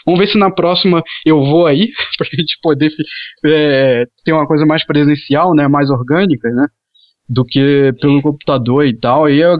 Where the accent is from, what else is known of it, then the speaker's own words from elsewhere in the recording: Rio de Janeiro, Brazil; Eu sou de Campo Grande, no Rio.